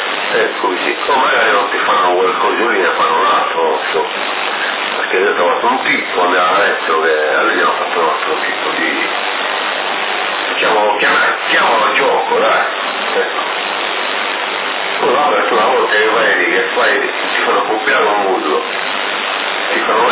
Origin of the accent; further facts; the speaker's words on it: Montelepre, Sicily, Italy; Sì, sono di Montalepre.